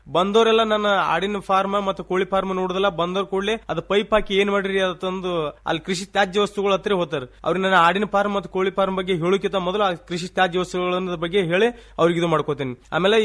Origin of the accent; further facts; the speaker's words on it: Inchageri, Karnataka, India; ನಮ್ಮೂರು ಇಂಚಗೇರಿ.